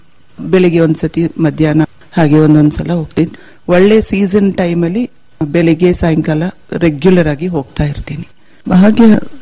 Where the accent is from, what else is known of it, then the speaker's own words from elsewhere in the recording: Madikeri, Karnataka, India; also born or lived in Bengaluru; ನಾವು ಸಿಟಿಯಲ್ಲೇ ಬೆಳೆದಿದ್ದು, ಮಡಿಕೇರಿಯಲ್ಲಿ ಶಾಲೆಗೆ ಹೋದೆ, ಬೆಂಗಳೂರಲ್ಲಿ ಕಾಲೇಜ್ಗೆ ಹೋದೆ, ಅಲ್ಲೇ ಕೆಲಸದಲ್ಲಿ ಇದ್ದೆ. ಮದ್ವೆ ಆಗೋಕ್ಕಿಂತ ಒಂದು 6 ತಿಂಗಳು ಮುಂದೆ ಬಂದು ಇಲ್ಲಿ ಸೆಟ್ಲ್ ಆಗಿದ್ದೀನಿ.